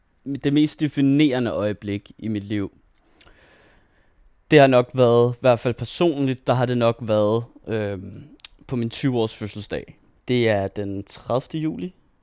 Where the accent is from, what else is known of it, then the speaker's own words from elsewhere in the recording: Dragør, Capital Region of Denmark, Denmark; det er hele det her Dragør, hvor jeg er vokset op med de her to skoler, jeg har gået på derude